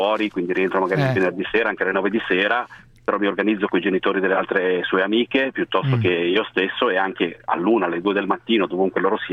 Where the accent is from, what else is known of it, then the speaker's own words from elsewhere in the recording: Milan, Lombardy, Italy; now in Venice, Italy; sono a Venezia ma sono di Milano.